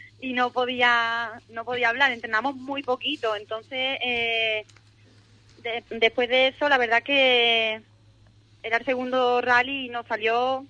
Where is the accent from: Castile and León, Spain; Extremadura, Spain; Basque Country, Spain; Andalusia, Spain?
Andalusia, Spain; Cádiz; tanto Ernesto como yo somos los primeros gaditanos en disputar un nacional completo de rally.